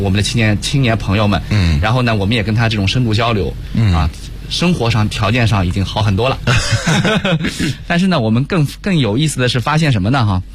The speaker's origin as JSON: {"language": "Chinese", "town": "Yuyao", "region": "Zhejiang", "country": "China", "tie": "born or raised there", "said": "我老家是这个浙江宁波，余姚下面一个县级市叫余姚，我们那儿呢确实经商的这个环境比较浓烈"}